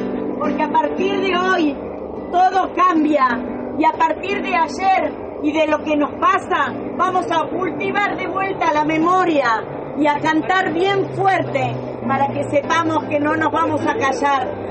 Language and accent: Spanish; Buenos Aires, Argentina; Yo soy de acá, de Buenos Aires.